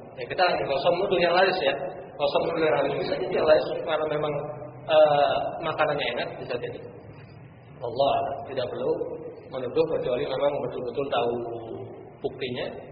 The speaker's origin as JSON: {"language": "Indonesian", "town": "Purworejo", "region": "Central Java", "country": "Indonesia", "tie": "born or raised there", "said": "sampai-sampai di kota saya juga, kota asal, Purworejo"}